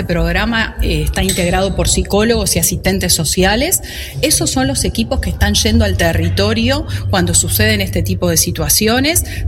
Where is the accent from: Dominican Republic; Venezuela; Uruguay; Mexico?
Uruguay; es importante que nos comprometamos como uruguayos a que estas cosas no pueden suceder